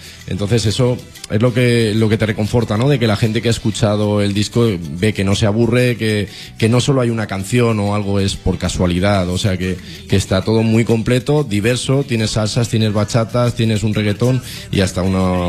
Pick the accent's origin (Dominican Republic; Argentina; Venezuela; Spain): Spain; Valencia, Valencian Community; born there; Bueno, pues mira, nací aquí en Valencia, de una familia humilde y de padres carniceros